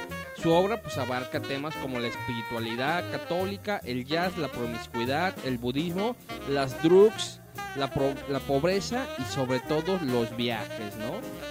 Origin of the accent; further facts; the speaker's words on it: Guadalajara, Jalisco, Mexico; somos tapatíos y nos tenemos que quejar de todo, ¿no? Si no estamos de todo, no estamos a gusto. O sea, aquí es Tapatitolandia.